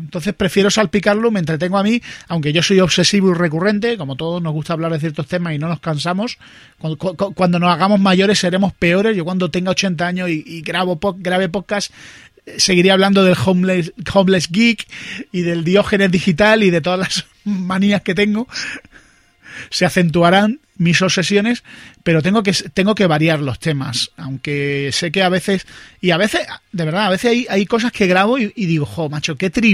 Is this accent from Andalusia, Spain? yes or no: yes; Andalusia, Spain; ¿Qué soy andaluz, no puedo.